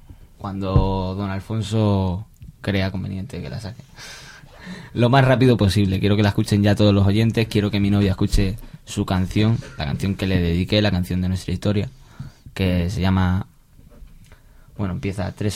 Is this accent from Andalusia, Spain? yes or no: yes; Carboneras, Andalusia, Spain; Yo es que vengo de un pueblo de Carboneras. Y allí... Es que allí hacer rap, allí vestir con unos pantalones anchos, te discriminaban.